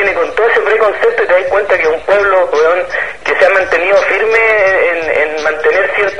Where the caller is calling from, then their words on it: Buenos Aires, Argentina; De Buenos Aires, compadre.